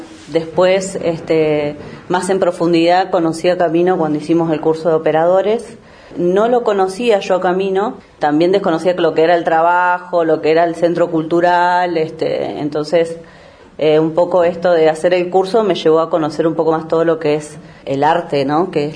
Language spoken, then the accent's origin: Spanish; Bariloche, Río Negro, Argentina; Soy de acá de Bariloche. Estudié el primario, lo hice en la escuela 320, el secundario en el SEM 33.